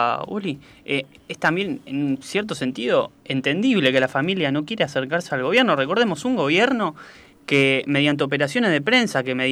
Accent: Argentina; que nos incluye a todos como argentinos, como personas

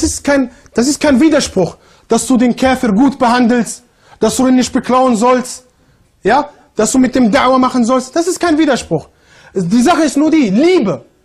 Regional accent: Germany; Ja, ich komme aus Deutschland, modern und so.

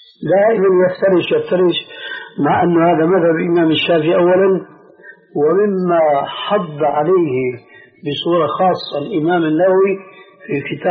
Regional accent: Syria; كما يقولون عندنا في سوريا

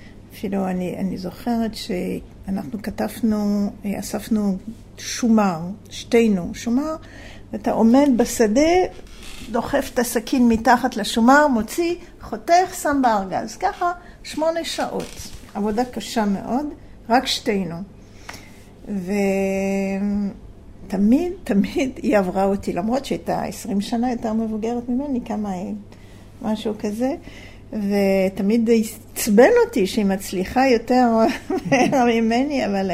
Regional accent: France; Hebrew is a second language; now in Israel; אני באתי לקיבוץ ב-1960 מצרפת, כמו ששומעים.

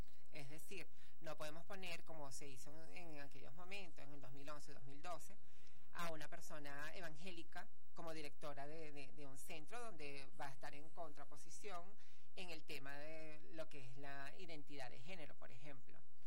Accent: Venezuela; Como venezolanos y venezolanas, tenemos la protección como ciudadanos y ciudadanas

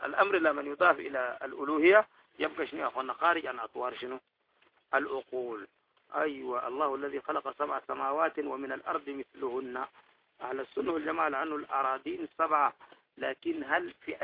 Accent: Sudan; حكاية هنا توقع عندنا في السودان وأظنها صحيحة

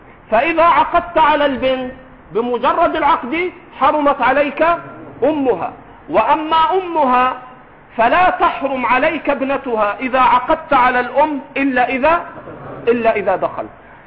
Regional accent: Egypt; accent: Egyptian; حماتك في لهجتنا المصرية

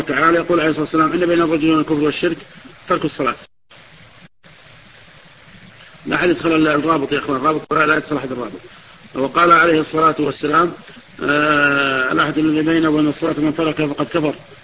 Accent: Najd, Saudi Arabia; كما يقول العوام عندنا في نجد يقول خشته

